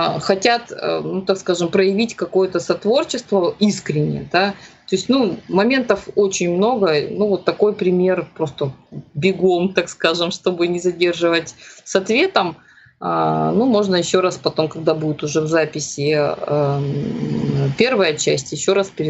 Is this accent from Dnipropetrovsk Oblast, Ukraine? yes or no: no; Crimea, Ukraine; поскольку я крымчанка